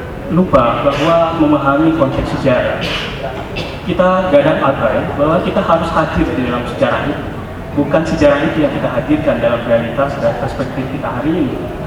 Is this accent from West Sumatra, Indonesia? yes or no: yes; Pariaman, West Sumatra, Indonesia; di Sumatera Barat, di kampung saya, di Pariaman.